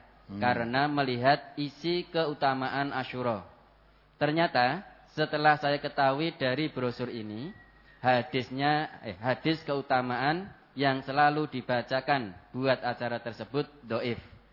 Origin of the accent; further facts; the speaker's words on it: East Java, Indonesia; Kebiasaan di kampung saya di Jawa Timur